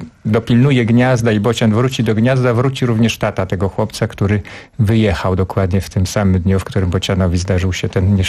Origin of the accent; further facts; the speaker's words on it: Podlaskie Voivodeship, Poland; główna rzecz dzieje się na Podlasiu, skąd pochodzę i przypomina to wieś moich dziadków, która dla mnie była rajem dzieciństwa